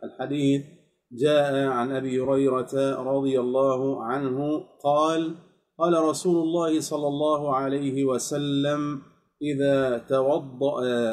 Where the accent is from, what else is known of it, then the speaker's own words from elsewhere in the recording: Egypt; نسأل الله جل في علاه أن يحفظ بلادنا مصر من كل سوء